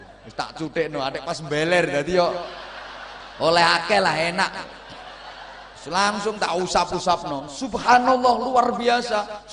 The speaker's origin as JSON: {"language": "Indonesian", "region": "Java", "country": "Indonesia", "said": "Kalau saya orang Jawa."}